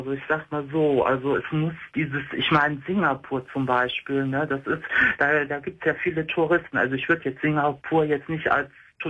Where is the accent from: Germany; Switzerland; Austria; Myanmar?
Germany; Cologne, North Rhine-Westphalia; ich komme ja aus Köln. Also hört man bei mir jetzt nicht so heftig.